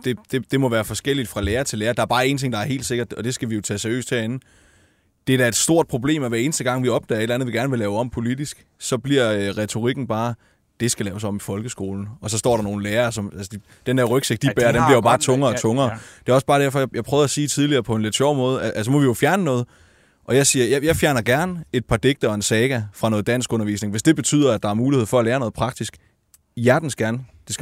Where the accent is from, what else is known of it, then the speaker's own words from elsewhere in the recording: Region of Southern Denmark, Denmark; jeg er fra Fyn, så nævner jeg sjovt nok et fynsk eksempel.